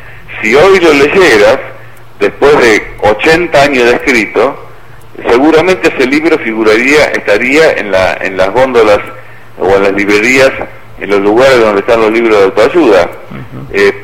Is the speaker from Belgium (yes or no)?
no; Argentina; por lo menos en mi país, en la Argentina